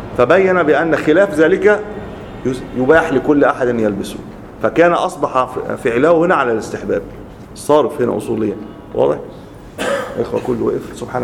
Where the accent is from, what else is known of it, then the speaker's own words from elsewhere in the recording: Egypt; لكن إحنا عندنا في مصر تحديدا مشهورين